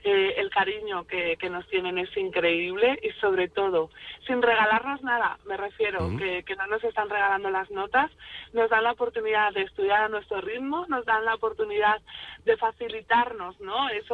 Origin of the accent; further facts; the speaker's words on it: northern Spain, Spain; yo soy del norte, yo soy norteña